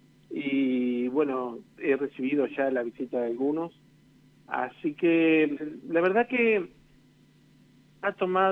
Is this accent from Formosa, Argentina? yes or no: no; Uriburu, La Pampa, Argentina; así que nada, están en mi corazón y orgullosamente uriburense.